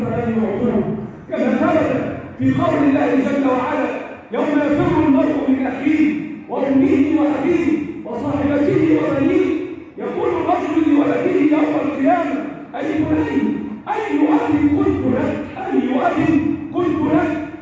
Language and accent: Arabic; Egypt; اللهم احفظ بلدنا مصر